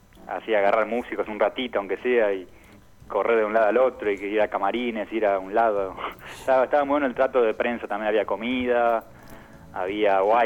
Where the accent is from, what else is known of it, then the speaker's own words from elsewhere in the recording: Argentina; yo soy argentino